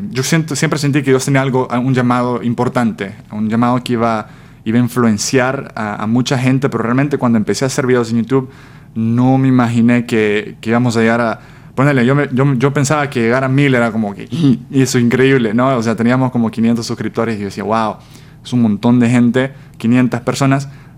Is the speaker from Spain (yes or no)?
no; El Salvador; moved away as an adult; now in United States; Sí, bueno … así como dijiste, soy de El Salvador, tengo 23 años, viví en El Salvador toda mi vida, una familia pequeña de 4. A los 18 me quería ir a estudiar fuera del país, así que vine a Estados Unidos a estudiar la universidad.